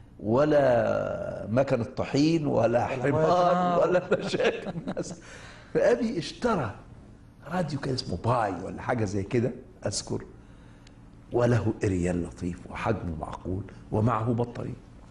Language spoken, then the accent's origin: Arabic; Egypt; عندنا في مصر الناس في صلاة الجمعة عندما يذهبون المسجد قبل الصلاة بنصف ساعة